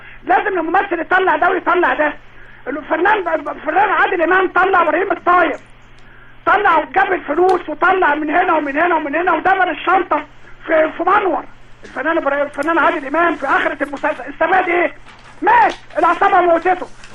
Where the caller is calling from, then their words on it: Alexandria, Alexandria Governorate, Egypt; من اسكندريه منتشر ورديان.